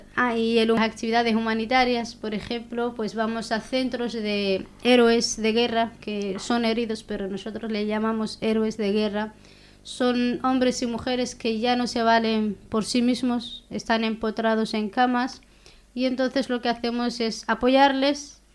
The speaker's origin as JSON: {"language": "Spanish", "country": "Western Sahara", "accent": "Hassaniya", "said": "hablan muy poco el hasenía, que es nuestro dialecto."}